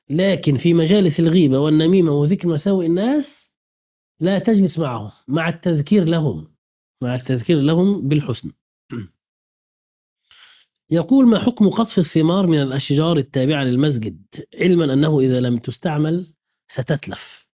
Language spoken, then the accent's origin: Arabic; Egypt; بلدنا مصر